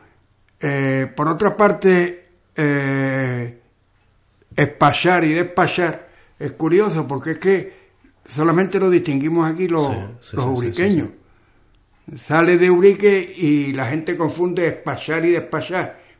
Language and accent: Spanish; Ubrique, Andalusia, Spain; ya saben que somos de Ubrique por la entonación, por el tonillo que tenemos al hablar. Este tonillo, al parecer, pues es propio, bueno, solamente se da aquí en Ubrique, dentro de toda la Andalucía occidental.